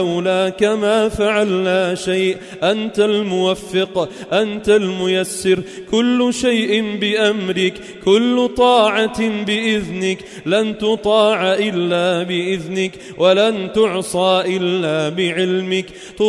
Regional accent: Sidon, South Governorate, Lebanon; وعلى بلدنا لبنان وعلى صيداء وما حولها

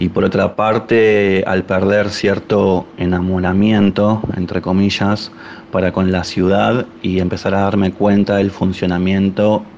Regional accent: Mar del Plata, Buenos Aires Province, Argentina; now in Córdoba, Argentina; Vengo de Mar del Plata. Y los primeros días que estuve en Córdoba

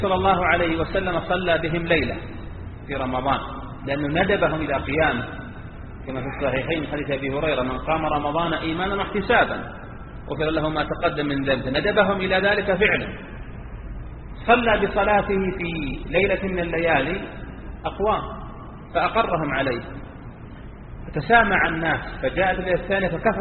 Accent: Saudi Arabia; أنت ممكن في بلدنا المملكة العربية السعودية الحمد لله الشأن أخف

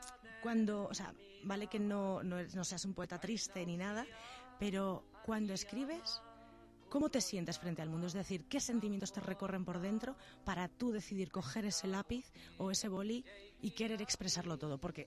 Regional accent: Galicia, Spain; siendo gallego y es mi tierra

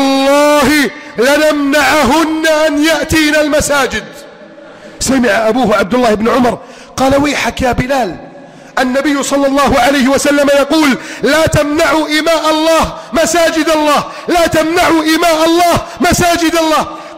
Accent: Egypt; واجعل بلدنا مصر آمنا مطمئنا سخاء رخاء عظيما منتصرا كبيرا

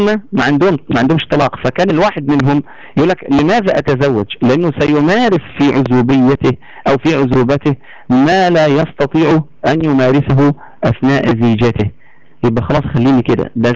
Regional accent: Egypt; عندنا في مصر هنا بعد موضوع الثوره

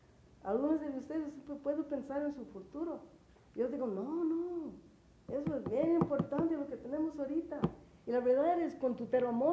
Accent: United States; quiénes somos como chicanos, como chicanas especialmente

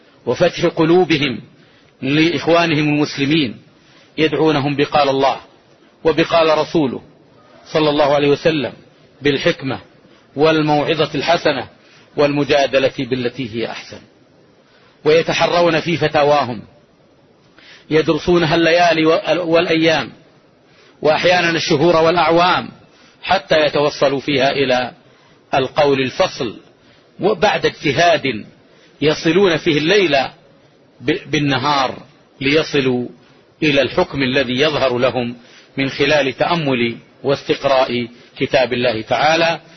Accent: Saudi Arabia; هو المنهج الرباني الذي قامت عليه هذه بلادنا المملكة العربية السعودية منذ تأسيسها منذ 3 قرون

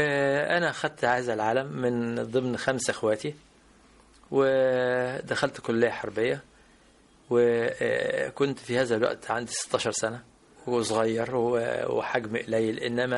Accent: Port Said, Port Said Governorate, Egypt; إحنا كنا في بورسعيد، وتولدت في بورسعيد، وكان والدي اللي هو … كان قائد المنطقة الشرقية العسكرية، ونشأنا في بيئة ملتزمة فيها احترام،

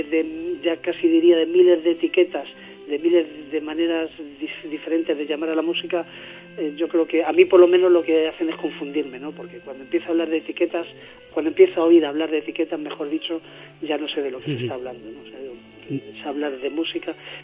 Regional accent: Candeleda, Castile and León, Spain; Yo soy de Candelera, de un pueblo de Ávila.

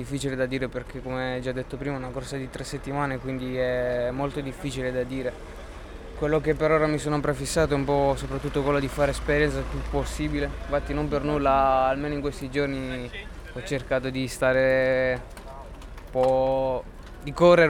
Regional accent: Villa d'Agri, Basilicata, Italy; Siamo noi che siamo di Villa d'Agri.

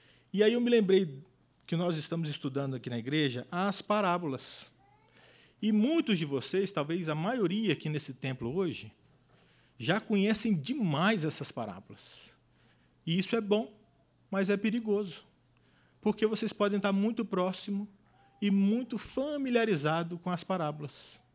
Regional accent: Brasília, Federal District, Brazil; also born or lived in Goiânia; E eu sou nascido em Goiânia, mas criado aqui em Brasília. Não parece, mas eu tenho 38 anos de Brasília.

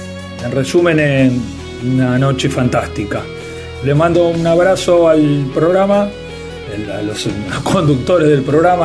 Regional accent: Buenos Aires, Argentina; de Monte Castro y bueno, les quería comentar lo siguiente.

